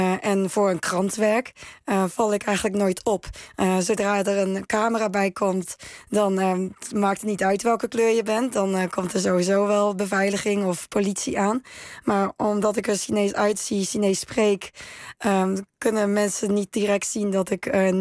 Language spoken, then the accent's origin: Dutch; Netherlands; now in China; Hier word ik nooit echt helemaal als Nederlander gezien.